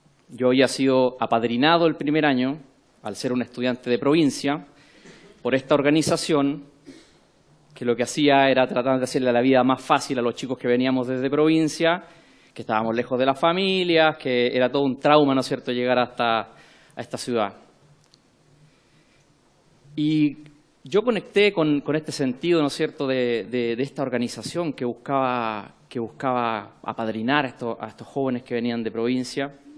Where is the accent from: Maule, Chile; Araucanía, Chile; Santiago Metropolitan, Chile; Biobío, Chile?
Araucanía, Chile; Temuco; accent: Temuco; Yo soy nacido y criado en la ciudad de Temuco, en el sur de Chile, y espero que mi acento temuquense no me prohíba de poder comunicarme con ustedes.